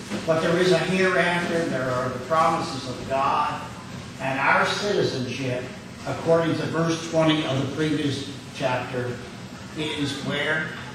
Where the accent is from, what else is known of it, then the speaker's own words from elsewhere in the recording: Philadelphia, Pennsylvania, United States; I want to say, I come from Philadelphia.